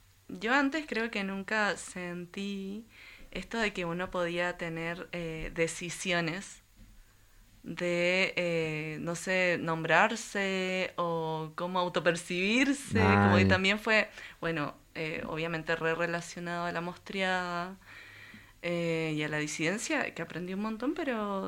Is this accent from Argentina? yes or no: no; Santiago, Santiago Metropolitan Region, Chile; born there; moved away; yo nací en Santiago de Chile, uh-huh. Y hace unos años, 6 años que ya estoy acá